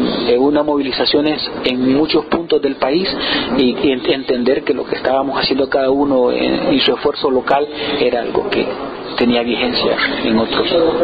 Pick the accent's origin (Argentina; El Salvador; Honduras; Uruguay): Honduras; Valle de Ángeles, Francisco Morazán; soy de Valle de Ángeles, un municipio de Honduras, en Centroamérica.